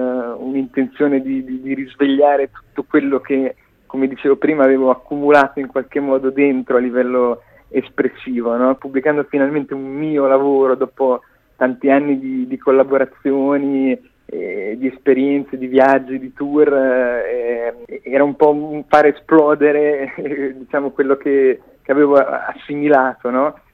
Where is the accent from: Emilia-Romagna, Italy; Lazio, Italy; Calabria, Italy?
Emilia-Romagna, Italy; Rimini; un piccolo festival vicino alle mie parti, sono riminese